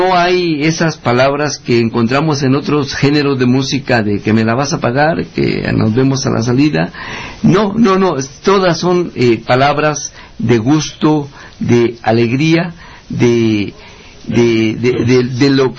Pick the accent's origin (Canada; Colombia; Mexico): Mexico; Huasteca; born there; soy el único oaxaqueño nacido en la Huasteca.